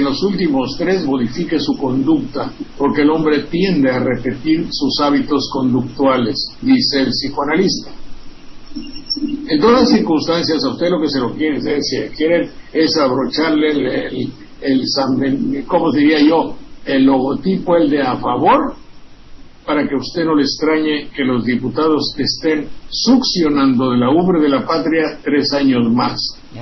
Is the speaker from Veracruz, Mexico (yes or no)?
yes; Xalapa, Veracruz, Mexico; lamento muchísimo que sea de mi pueblo, de Jalapa